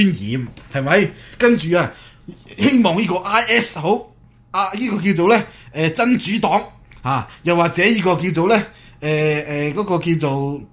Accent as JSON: {"language": "Cantonese", "country": "Hong Kong", "said": "讲真啊，我哋香港人都包容咗你"}